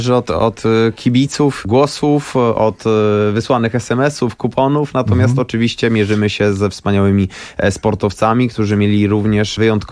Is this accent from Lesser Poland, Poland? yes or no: no; Łódź, Łódź Voivodeship, Poland; Natomiast jestem z Łodzi, więc jeździłem 2-3 tygodnie w roku